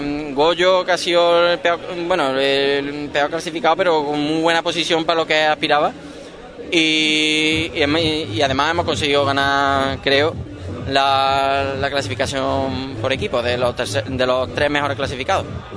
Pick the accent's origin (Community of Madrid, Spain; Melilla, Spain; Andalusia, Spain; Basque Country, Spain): Andalusia, Spain; Puente Genil; Yo soy de Puente Genil, allí lo máximo que aspiro son olivos, sí, y membrillo.